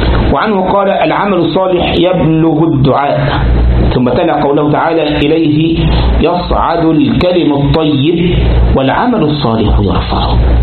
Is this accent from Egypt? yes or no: yes; Sharqia Governorate, Egypt; مره كنت في عندنا في مصر في منطقه اسمها الشرقيه، يعني قال بلد يعني محافظه من المحافظات